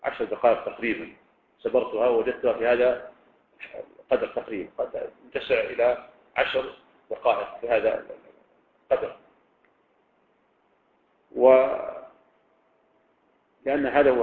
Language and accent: Arabic; Riyadh, Riyadh Province, Saudi Arabia; يعني مثلا لو كان عندنا في الرياض مثلا